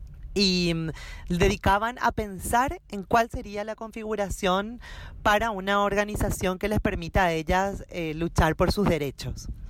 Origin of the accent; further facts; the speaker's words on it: Asunción, Paraguay; yo soy de Asunción, Paraguay